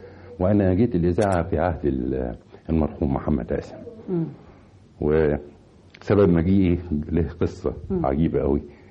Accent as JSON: {"language": "Arabic", "town": "Helwan", "region": "Cairo Governorate", "country": "Egypt", "tie": "born or raised there", "also_born_or_lived": "Tanta", "said": "وولدت في مدينة طنطا لكن ما بقتش فيها كتير، رجعنا يعني كان في ظروف صحية لوالدي فخدنا، كان يجب أن يستشفى في مدينة حلوان فجينا مدينة حلوان،"}